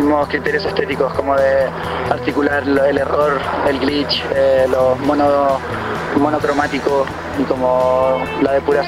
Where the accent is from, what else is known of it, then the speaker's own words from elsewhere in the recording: Chile; Somos chilenos, venimos 10 años tocando